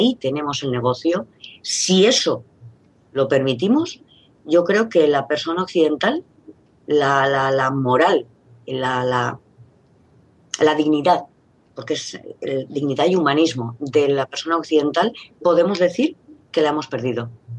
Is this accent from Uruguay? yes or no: no; Spain; Perdona, somos muchos españoles que estamos en contra de los toros.